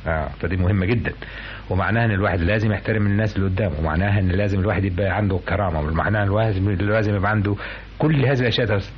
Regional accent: Damietta, Damietta Governorate, Egypt; also born or lived in Zagazig / Cairo; بقيت مصري مشكل. يعني اتولدت في الزقازيق، ربيت في دمياط، وعشنا في القاهره، وبعدين اشتغلت في اسيوط. معناها انني جبت الجمهوريه كلها، فانا حد يقول لي انت منين، اقول من مصر كلها.

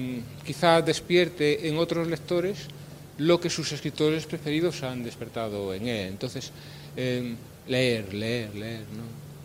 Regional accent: Galicia, Spain; soy escritor español, gallego

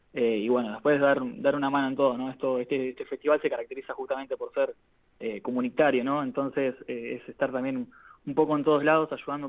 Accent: Bahía Blanca, Buenos Aires Province, Argentina; also born or lived in Tres Lomas; Yo nací en Tres Lomas, un pueblo de la provincia de Buenos Aires, pero bueno, viví toda mi vida en Bahía. Tengo un poco ahí dividido la identidad.

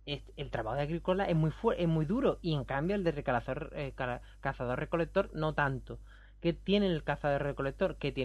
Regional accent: Rota, Andalusia, Spain; Aquí, por ejemplo, en Rota, en mi pueblo, había un sistema que era el del malleto

